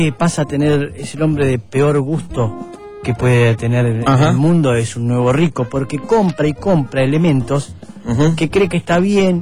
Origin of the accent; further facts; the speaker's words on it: San Isidro, Buenos Aires Province, Argentina; Pero sí, soy de San Isidro y todo eso, sí.